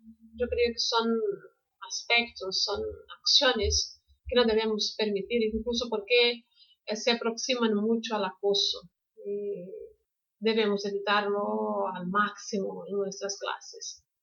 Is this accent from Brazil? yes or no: yes; Brazil; Spanish is a second language; soy de Brasil. Aquí doy clases de español online presenciales desde hace 15 años